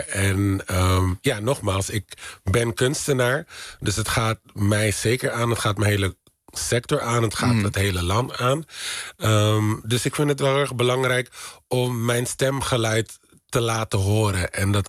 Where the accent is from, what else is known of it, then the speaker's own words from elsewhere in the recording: Netherlands; Ik weet waar ik vandaan kom. We hebben een hele rijke Afrikaanse geschiedenis. In Nederland opgegroeid in armoede.